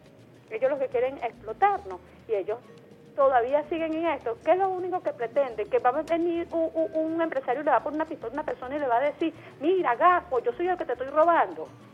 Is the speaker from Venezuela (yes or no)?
yes; Venezuela; que por favor que prosperemos como venezolanos, que Venezuela sea próspera